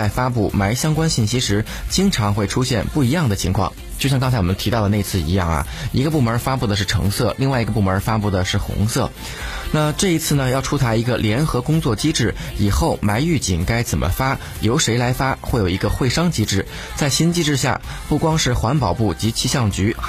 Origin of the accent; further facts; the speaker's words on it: Beijing, China; 待会儿呢我们再来聊一个跟咱们北京人生活相关的一个事情啊